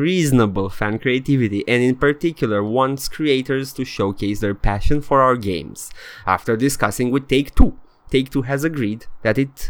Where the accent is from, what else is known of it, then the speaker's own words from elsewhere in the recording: Transylvania, Romania; accent: Transylvanian; am început să fac accentul meu de ardelean.